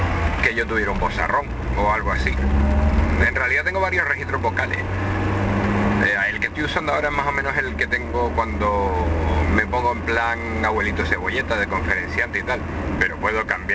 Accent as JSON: {"language": "Spanish", "region": "Canary Islands", "country": "Spain", "accent": "Canarian", "said": "Evidentemente tengo acento canario. A más de uno le costará seguir según qué palabras cuando la diga, sobre todo palabras que tengan Z. Y sobre todo por la costumbre que tenemos los canarios de arrastrar las S, más en Gran Canaria incluso, y de aspirar las H."}